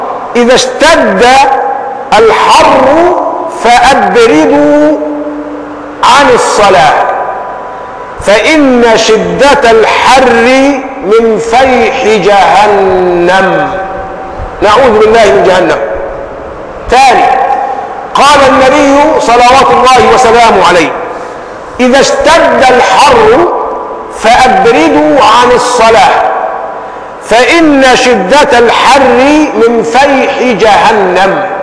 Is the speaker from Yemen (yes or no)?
no; Egypt; إحنا كمصريين عندنا شيء من الفضول كده